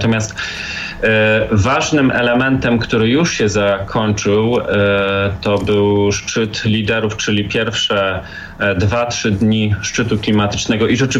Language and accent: Polish; Katowice, Silesian Voivodeship, Poland; dlatego że jestem z Katowic